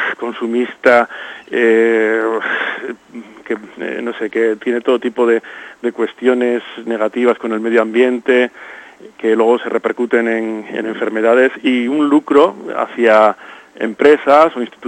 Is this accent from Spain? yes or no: yes; Loredo, Cantabria, Spain; Yo soy de Loredo, de la zona de Ribamontana al Mar, y bueno, allí, bueno, a pesar de mi apellido y a pesar de que trabajo en Navarra